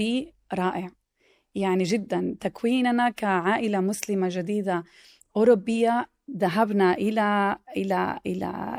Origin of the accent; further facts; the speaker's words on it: Mecca, Makkah Province, Saudi Arabia; تربيت وترعرعت ونشأت في مكة